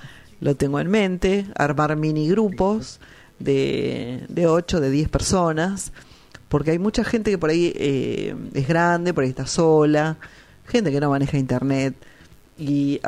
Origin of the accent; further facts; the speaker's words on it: Argentina; nosotros como argentinos tenemos que hacer el esfuerzo de recorrer la Argentina.